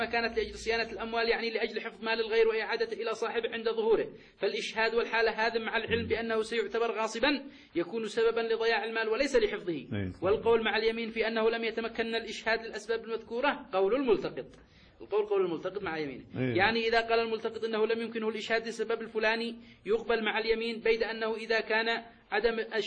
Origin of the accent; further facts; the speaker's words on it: Yemen; هذا موجود في الخدمة المدنية عندنا في اليمن